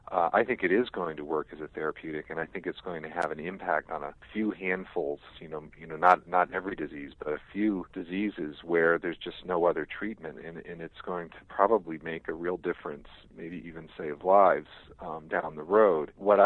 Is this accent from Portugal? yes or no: yes; Azores, Portugal; I know I'm from the Azores and one quarter Italian, too